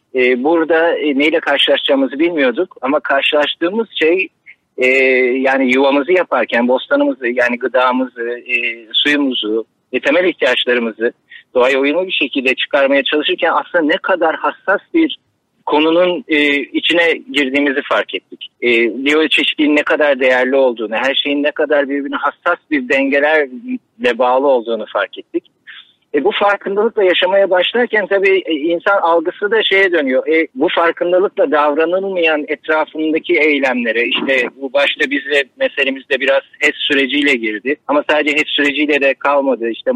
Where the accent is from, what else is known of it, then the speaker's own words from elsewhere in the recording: Istanbul, Turkey; Ama tabii yani, İstanbul'da doğup büyüdük.